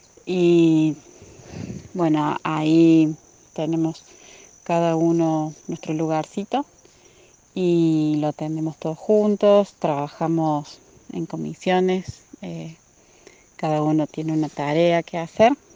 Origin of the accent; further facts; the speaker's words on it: Unquillo, Córdoba, Argentina; de Unquillo.